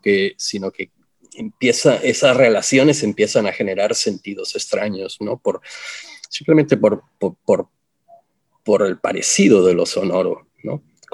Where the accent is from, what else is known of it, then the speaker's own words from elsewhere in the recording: Ciudad Juárez, Chihuahua, Mexico; yo crecí en Ciudad Juárez, entonces yo tengo como la violencia muy interiorizada